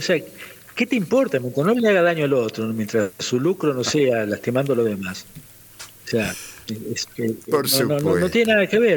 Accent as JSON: {"language": "Spanish", "region": "La Pampa", "country": "Argentina", "said": "Y yo le decía, soy de La Pampa, y queda lejos ese país, maestrito"}